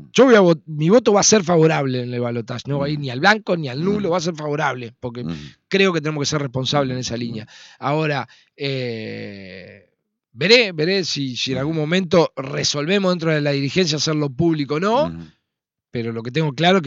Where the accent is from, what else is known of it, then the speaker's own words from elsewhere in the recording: Argentina; nosotros como argentinos y como sociedad vamos a ir viviendo mucho mejor